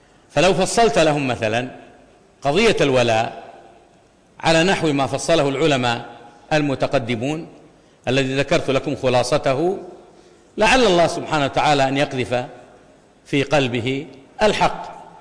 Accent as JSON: {"language": "Arabic", "town": "Al-Kharj", "region": "Riyadh Province", "country": "Saudi Arabia", "said": "فهناك من قتل أمة عندنا في الرياض في الخرج"}